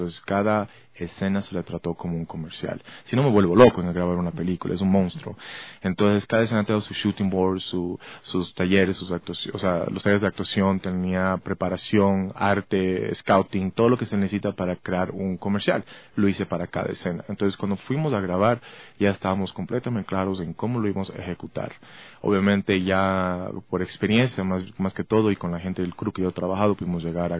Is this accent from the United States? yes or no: yes; United States; also born or lived in Ecuador; yo me crié casi 20 años en Estados Unidos desde que tenía 8 años.